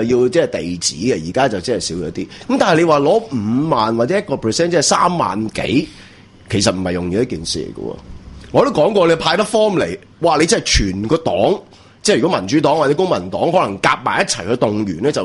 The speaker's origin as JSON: {"language": "Cantonese", "country": "Hong Kong", "said": "我香港人不斷係尋找緊英雄啊"}